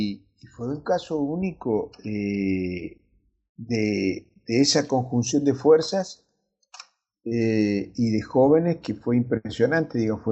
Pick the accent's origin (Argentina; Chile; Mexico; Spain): Argentina; Córdoba; me hace acordar de mi provincia. Yo soy de Córdoba